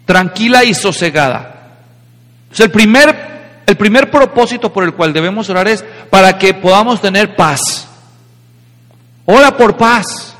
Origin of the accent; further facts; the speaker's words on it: Mexico; ¿Saben, hermanos? Yo soy mexicano.